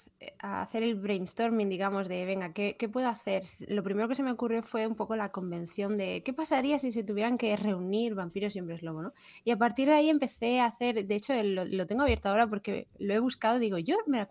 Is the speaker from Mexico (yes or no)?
no; Murcia, Region of Murcia, Spain; bueno, para empezar, porque yo soy de Murcia, ¿no? Y entonces me hacía gracia traerlo a mi ciudad. De origen, que yo ya no vivo allí